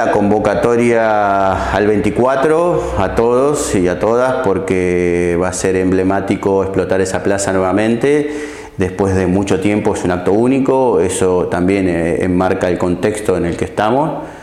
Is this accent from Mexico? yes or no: no; La Matanza, Buenos Aires Province, Argentina; also born or lived in Puerto Madryn; crecí en La Matanza, pero nací en Puerto Madryn.